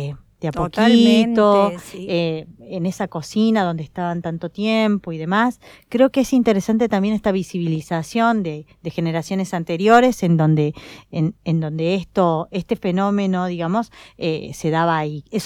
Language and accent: Spanish; Jujuy, Argentina; now in Córdoba, Argentina; Yo acá en Córdoba probé por primera vez baña cauda. Soy jujeña, así que mis sabores eran otros.